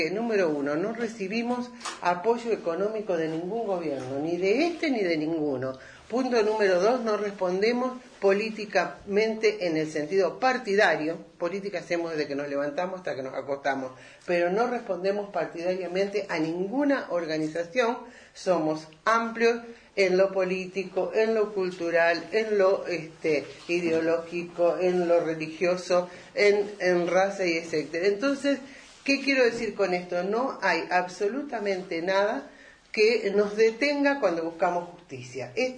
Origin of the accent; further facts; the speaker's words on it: Rosario, Santa Fe, Argentina; Yo siempre cuento de donde yo vengo, que es la ciudad de Rosario de Santa Fe